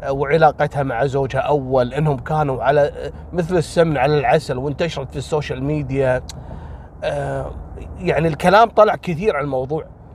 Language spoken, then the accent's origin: Arabic; Kuwait; عندنا في الكويت